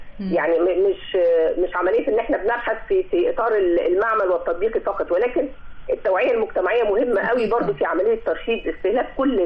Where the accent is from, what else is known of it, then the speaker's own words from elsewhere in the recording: Egypt; ما احنا عندنا في مصر احنا نستطيع ان احنا نستخدم الطاقة الشمسية في الإنارة بدلا من الكهرباء